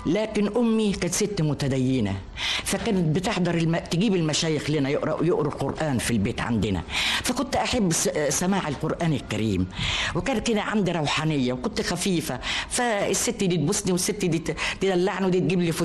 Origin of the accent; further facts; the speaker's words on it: Alexandria, Alexandria Governorate, Egypt; born there; اتولدت في اسكندرية، وكنا في حي جنب سيد الأباصيري